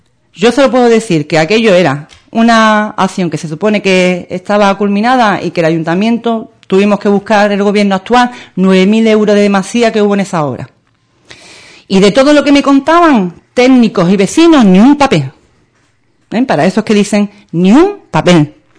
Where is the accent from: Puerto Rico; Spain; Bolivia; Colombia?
Spain; Ubrique, Andalusia; yo le pediría que al quien tenga la información que pueda darle una oportunidad a mi pueblo para conseguir un asunto contra la Junta de Andalucía, que me lo traiga.